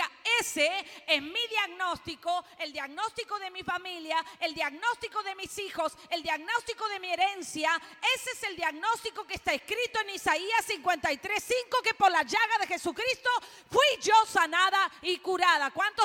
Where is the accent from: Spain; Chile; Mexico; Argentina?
Argentina; born there; yo nací en Argentina, pero mis padres son italianos, mi esposo es cubano y mi hijo puertorriqueño.